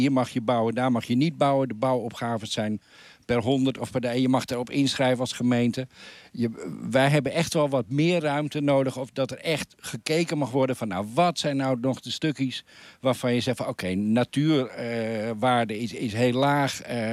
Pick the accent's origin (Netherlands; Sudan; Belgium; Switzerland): Netherlands; Hoorn, North Holland; En de stad Horen, in ieder geval waar ik vandaan kom, die begint ook aardig vol te raken.